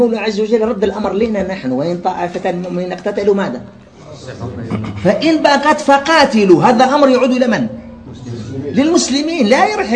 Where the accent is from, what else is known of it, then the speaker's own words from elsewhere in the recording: Algeria; يقول له هاي عندنا في الجزائر